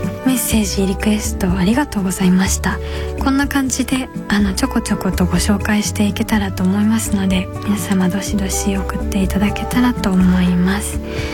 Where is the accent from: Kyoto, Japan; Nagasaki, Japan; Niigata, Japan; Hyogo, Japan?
Kyoto, Japan; 私は京都出身なんですけど、父が京都人、母が東京の人ということで、父がずっと出張でお家にいなかったので、母親の言葉で基本育っていって、あんま上手じゃないんですよ